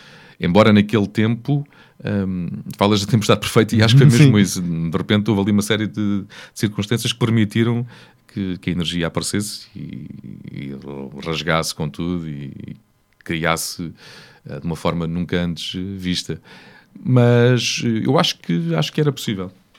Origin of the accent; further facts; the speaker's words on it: Ribatejo, Portugal; Quer dizer, sou um ribatejano. Não tenho nenhum orgulho especial por ser ribatejano. Sou ribatejano.